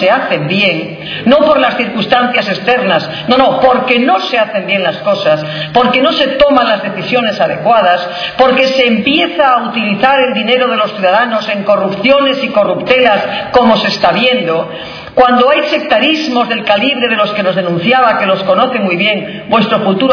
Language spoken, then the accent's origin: Spanish; Cantabria, Spain; pues mire usted, soy de Cantabria. Todos no pueden poder nacer en Toledo, soy de Cantabria, pero me manda el partido ser diputada por Toledo.